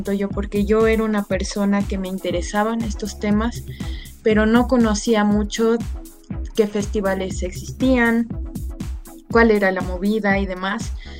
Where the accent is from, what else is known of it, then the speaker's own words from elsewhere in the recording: Bolivia; Porque yo vengo de Bolivia y conozco, aunque sea un poquito, del festival